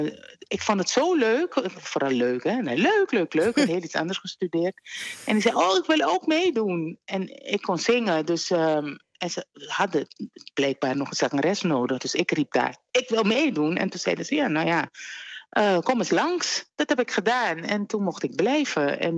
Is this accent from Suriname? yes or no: yes; Suriname; Daar ging ik als kind in Suriname opgroeien.